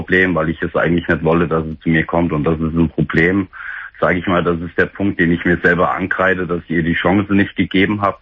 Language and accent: German; Fulda, Hesse, Germany; komm nach Fulda, also da, wo ich herkomme